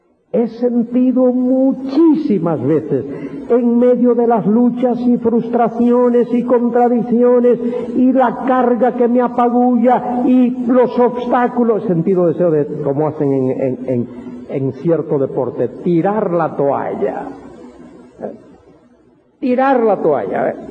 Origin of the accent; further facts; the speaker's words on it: Galicia, Spain; A mi mujer no le gusta eso, pero yo soy gallego y a mí me gusta.